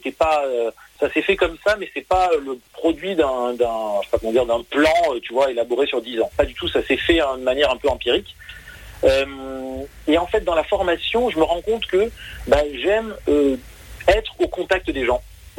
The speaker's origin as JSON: {"language": "French", "town": "Montpellier", "region": "Occitanie", "country": "France", "said": "Moi, je suis de Montpellier à l'origine."}